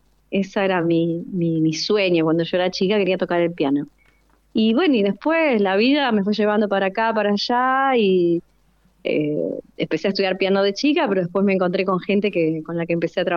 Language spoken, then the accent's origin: Spanish; Rosario, Santa Fe, Argentina; yo soy rosarina